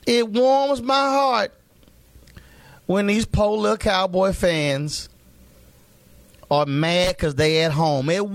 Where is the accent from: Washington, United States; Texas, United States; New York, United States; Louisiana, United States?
Texas, United States; Houston; I'm born and raised in Houston, Texas. And so I grew up an Oilers fan.